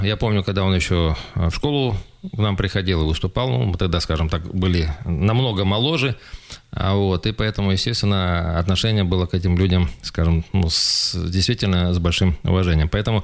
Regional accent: Sukhobuzimskoye, Krasnoyarsk Krai, Russia; моя малая родина, село Сухобузимское, я все-таки, скажем так, при определенных обстоятельствах заканчивал Сухобузимскую среднюю школу, правда, это было еще в прошлом веке

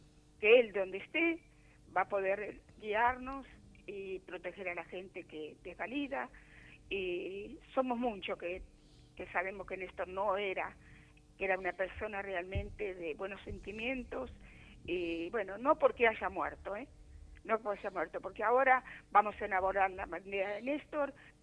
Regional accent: Argentina; Como argentina, tenemos que saber que la muerte no es en vano.

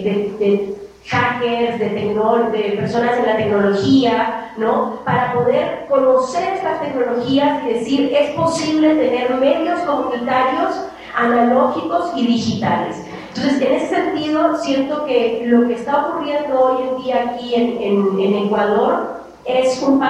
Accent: Oaxaca, Mexico; En el caso de México, y específicamente de donde yo vengo, en Oaxaca

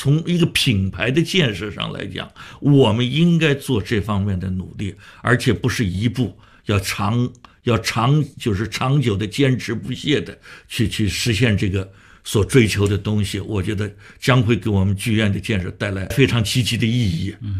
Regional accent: Shanghai, China; 我发现北京人也做过我们上海人的戏啊

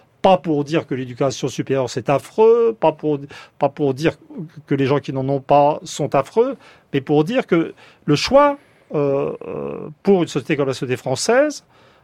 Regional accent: France; Alors, ce qui me rend un peu triste en tant que Français

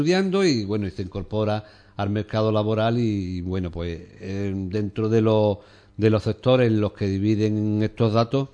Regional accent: Ubrique, Andalusia, Spain; yo creo que todos los que somos de Ubrique conocemos esta realidad

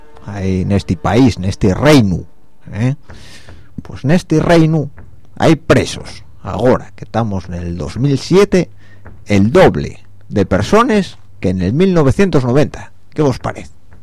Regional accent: Spain; está claro que los mayores del mundo somos los españoles

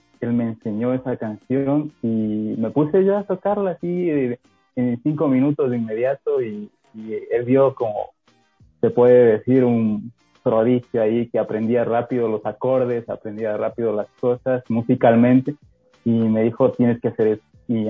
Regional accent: Santo Domingo de los Tsáchilas, Ecuador; empecé a hacer bandas ahí en el pueblo donde yo crecí. Ahora sí les digo, yo nací en Santo Domingo de los Áchilas, señores.

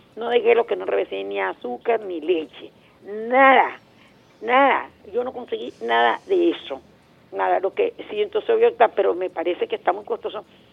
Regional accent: Venezuela

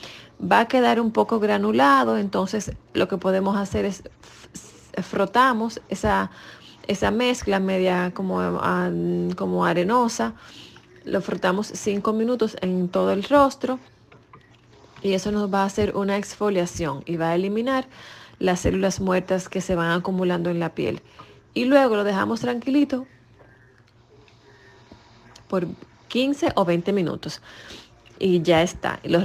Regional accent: Dominican Republic; soy de República Dominicana

